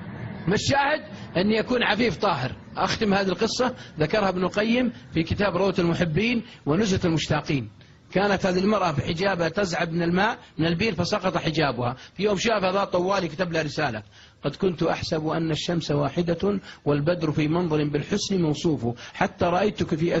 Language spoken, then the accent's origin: Arabic; Riyadh, Riyadh Province, Saudi Arabia; واحد عندنا في الرياض يستحي يستحي مرة